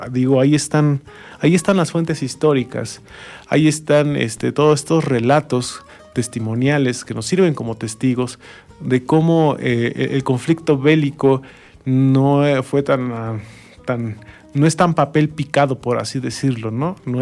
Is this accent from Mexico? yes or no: yes; Mexico; lo que hacemos como mexicanos es celebrarlo con una fiesta, más en septiembre, adornamos, hacemos desfiles, etcétera, ¿no? Y nos sentimos bien mexicanotes